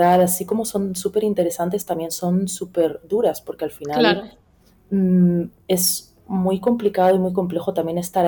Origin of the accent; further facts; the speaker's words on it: Melilla, Spain; estoy viviendo aquí una ciudad, mi ciudad natal, pequeña